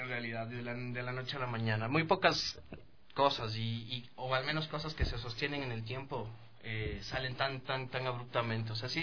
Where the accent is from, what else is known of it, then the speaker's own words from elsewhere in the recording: Ecuador; tú sacabas tu producto como ecuatoriano